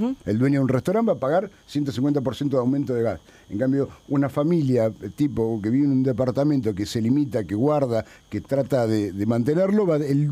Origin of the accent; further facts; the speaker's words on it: La Plata, Buenos Aires Province, Argentina; los costa que venimos todos los días a Buenos Aires, somos de La Plata